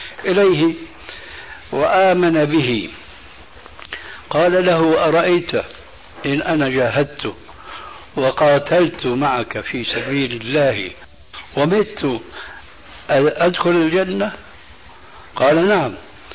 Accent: Damascus, Damascus Governorate, Syria; كما يقولون عندنا في دمشق بدها الزكتات

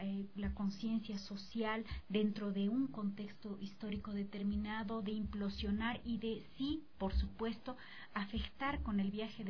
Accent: Bolivia; para nosotros como bolivianos

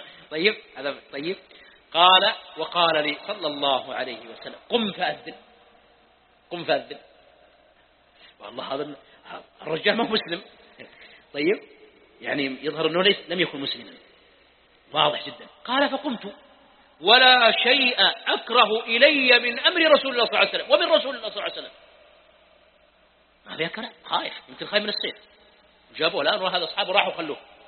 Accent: Mecca, Makkah Province, Saudi Arabia; ها يا أهل مكة. طيب، لا يزعلون عليها مكة، ونحن من أهل مكة.

